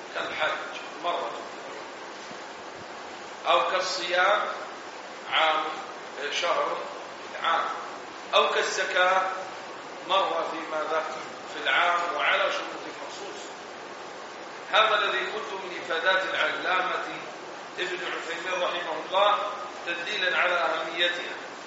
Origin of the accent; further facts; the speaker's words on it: Egypt; ولعله من أمر العامة عندنا بمصر إذا كلمت الرجل كلمك على رأي المثل